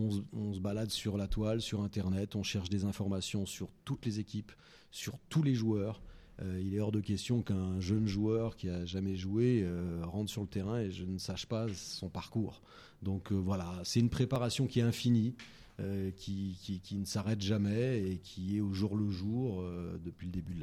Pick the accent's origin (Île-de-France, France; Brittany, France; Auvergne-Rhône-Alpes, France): Auvergne-Rhône-Alpes, France; Saint-Étienne; Je suis né à Saint-Étienne. Et donc, là-bas, ben, on vivait et on vit toujours football.